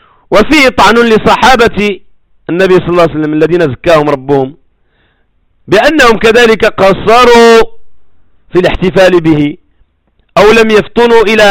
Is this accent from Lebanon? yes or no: no; Morocco; خصوصا في الثمانينات والسبعينات عندنا في المغرب